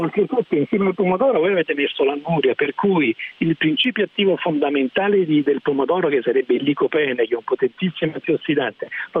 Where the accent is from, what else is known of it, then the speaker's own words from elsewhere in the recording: Naples, Campania, Italy; io sono napoletano, per cui apprezzo i pomodori del Vesuvio